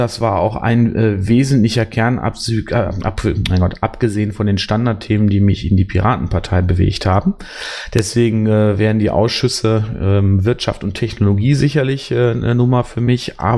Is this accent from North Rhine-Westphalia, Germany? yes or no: yes; North Rhine-Westphalia, Germany; born there; denn ich bin 2010 erst in den Kreis Borken gezogen und komme gebürtig aus dem Kreis Wesel.